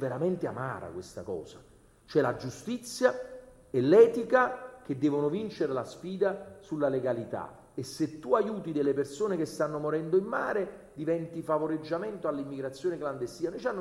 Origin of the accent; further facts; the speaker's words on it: Naples, Campania, Italy; E allora lo dico per andare a chiudere da napoletano.